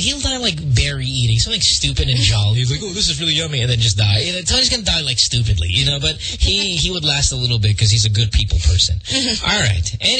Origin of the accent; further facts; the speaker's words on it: Central Luzon, Philippines; Growing up in Bulacan, And in Bukawi, where we're from, we have a lot of fireworks.